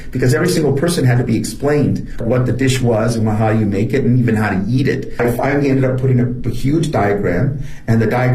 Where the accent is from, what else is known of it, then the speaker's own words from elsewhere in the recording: northern Mexico, Mexico; this is my mother's food. I'm from the north.